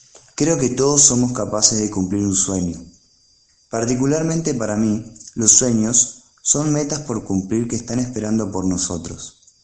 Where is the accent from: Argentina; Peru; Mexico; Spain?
Argentina; soy argentino. Tengo 28 años